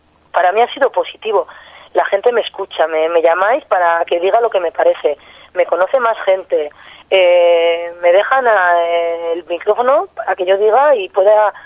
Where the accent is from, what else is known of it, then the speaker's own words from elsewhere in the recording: Pamplona, Navarre, Spain; born there; En La Rocha, que es el barrio donde yo nací, donde me considero